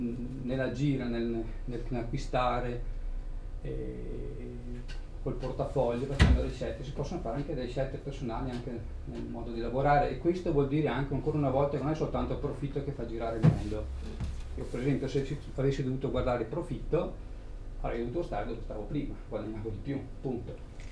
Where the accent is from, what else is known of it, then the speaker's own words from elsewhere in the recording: Trentino-Alto Adige, Italy; ho maturato un'esperienza di 14 anni in una piccola banca privata del Trentino, che sono trentino, la Valsugana per la precisione